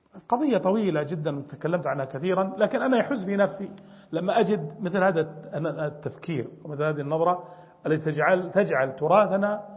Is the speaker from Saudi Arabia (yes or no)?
yes; Najd, Saudi Arabia; نحن أنا من نجد ولي زملاء من الجنوب